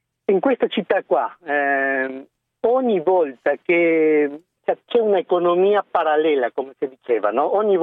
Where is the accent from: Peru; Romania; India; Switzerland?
Peru; Cusco; Io vengo dal Perù, da una città dove la cocaina è la più pura al mondo.